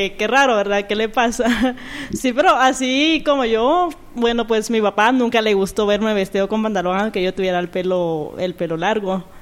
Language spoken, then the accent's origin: Spanish; Mazatenango, Suchitepéquez, Guatemala; now in Guatemala City, Guatemala; Yo soy de Mazatenango. De Mazatenango, 6 años llevo ya de estar acá en la capital.